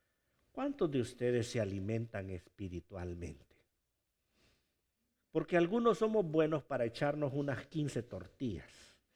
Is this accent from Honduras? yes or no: yes; Honduras; muchos nos dicen, tú eres mexicano, no somos hondureños, pero comes comida mexicana, ¿verdad?